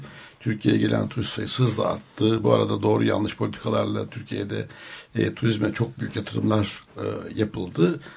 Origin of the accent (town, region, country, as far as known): Denmark